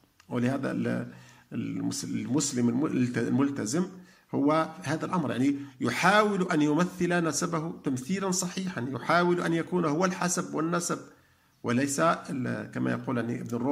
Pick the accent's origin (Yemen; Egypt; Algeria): Algeria; يتاجر به ويتوهم أن دعاءه مستجاب والناس يقصدونه، مثل ما هو عندنا في الجزائر